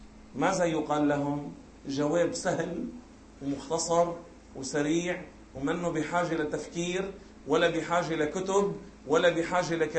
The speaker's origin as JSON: {"language": "Arabic", "town": "Beirut", "region": "Beirut Governorate", "country": "Lebanon", "said": "بيكون صار العصر عندنا ببيروت"}